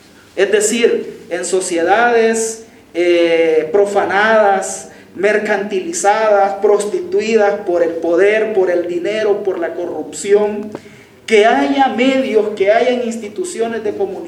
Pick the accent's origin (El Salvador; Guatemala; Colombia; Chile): El Salvador; En general, en América Latina o en mi país. Ah, en El Salvador.